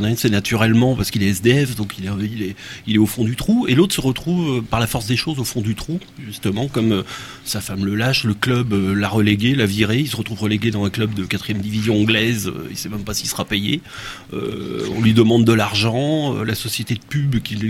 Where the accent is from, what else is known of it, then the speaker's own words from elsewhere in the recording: Quimper, Brittany, France; born there; je suis né à Quimper, ma mère est de Camaret, c'est une fille de Camaret